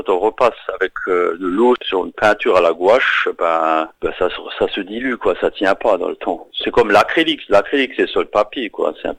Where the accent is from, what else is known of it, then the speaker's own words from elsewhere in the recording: Stiring-Wendel, Grand Est, France; à Styrin-Vandel, là d'où je viens, en Moselle, dans le 57.